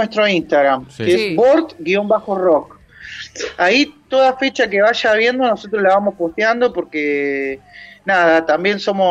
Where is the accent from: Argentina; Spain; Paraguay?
Argentina; La Plata, Buenos Aires Province; Somos 3 platenses que calculo que nos vamos a morir acá también, así que sí.